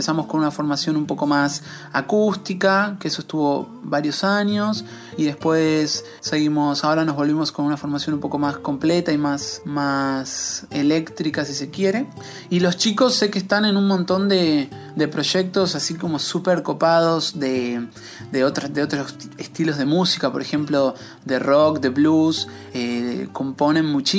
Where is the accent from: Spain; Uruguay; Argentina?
Argentina; Buenos Aires; Joana, Gaby y yo somos de Buenos Aires y Esteban es de Rosario.